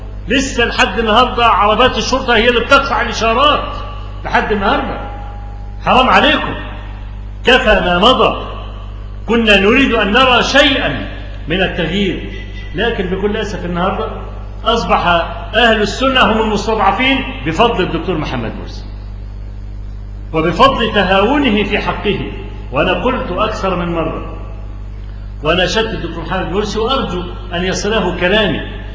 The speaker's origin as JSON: {"language": "Arabic", "country": "Egypt", "said": "فكلامي مش لأني أنا مصري"}